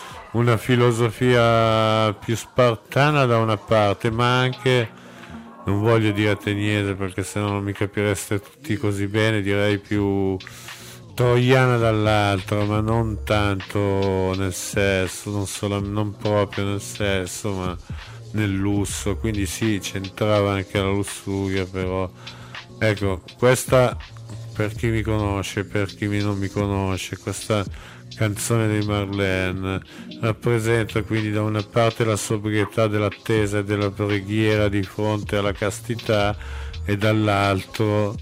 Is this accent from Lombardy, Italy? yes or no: yes; Como, Lombardy, Italy; Io sono di Como come voi, come la maggior parte di voi